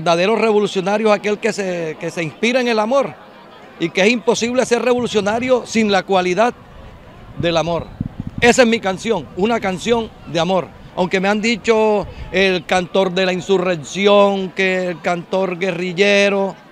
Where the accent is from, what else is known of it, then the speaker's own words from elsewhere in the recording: Colombia; todo lo que tenemos nosotros como colombianos